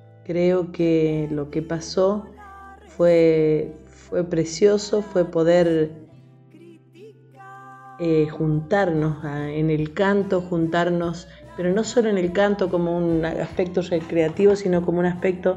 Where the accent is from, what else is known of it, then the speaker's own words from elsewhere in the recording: Mendoza, Argentina; de Mendoza, soy cantora, soy compositora